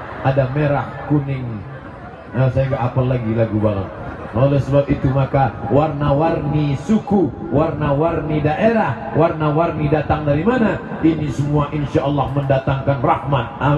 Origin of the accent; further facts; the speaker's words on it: Banyuwangi, East Java, Indonesia; Saya datang dari Water Smell Good. Water Smell Good itu artinya banyu wangi.